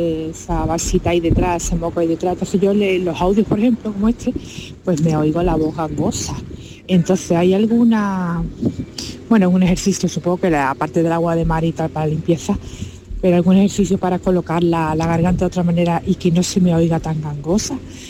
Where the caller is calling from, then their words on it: Seville, Andalusia, Spain; de Sevilla.